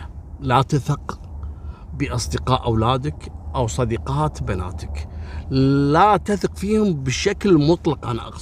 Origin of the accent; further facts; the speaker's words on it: Kuwait; مثل كلمة نيرة أو نيرة، لو عندنا في الكويت نقول نيرة، في بعض البلدان نقول نيرة